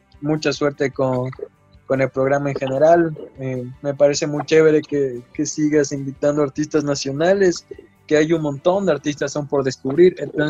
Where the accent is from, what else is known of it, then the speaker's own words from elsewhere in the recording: Ecuador; somos una banda consciente de que somos latinoamericanos y ecuatorianos.